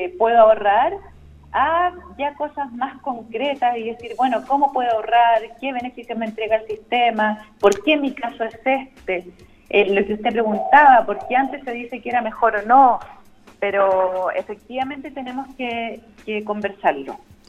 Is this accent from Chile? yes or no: yes; Chile; ¿cuál es nuestro proyecto país como chilenos para el largo plazo?